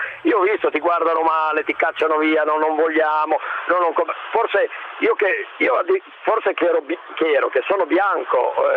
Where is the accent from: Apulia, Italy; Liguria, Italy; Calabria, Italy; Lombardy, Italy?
Liguria, Italy; ma io che vendo sono di Borcio, perché sei comunque sempre un piccolo paese, ma è della Liguria.